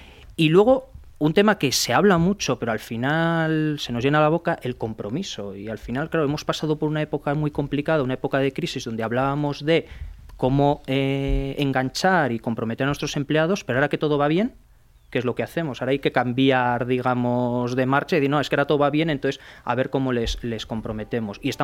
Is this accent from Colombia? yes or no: no; Spain; como los españoles, quizá porque somos más apasionados, somos más entregados